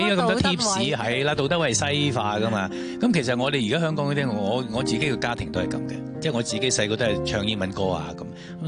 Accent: Guangdong, China; 我觉得呢啲咧系我哋中国，尤其是我哋广东人嘅最佳嘅传统。

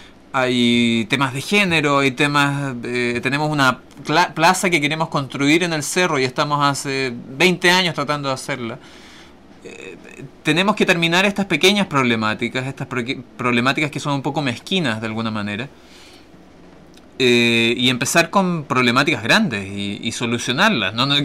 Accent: Osorno, Los Lagos, Chile; Yo soy de Osorno, nacido y criado en las tierras de los quesos y la leche.

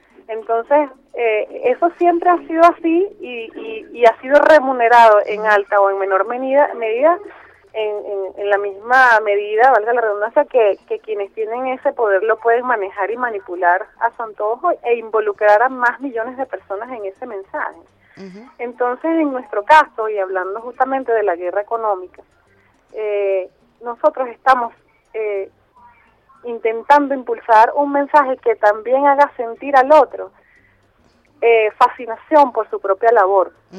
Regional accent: Venezuela; tanto que nosotros amamos lo que somos como así venezolanos.

